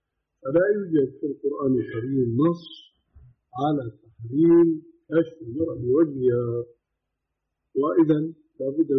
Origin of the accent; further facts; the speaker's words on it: Syria; كما يقولون عندنا بالشام